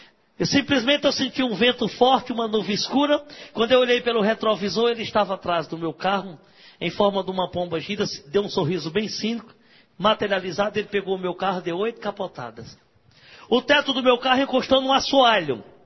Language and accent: Portuguese; Ceará, Brazil; Eu mando para o Ceará, para a minha terra.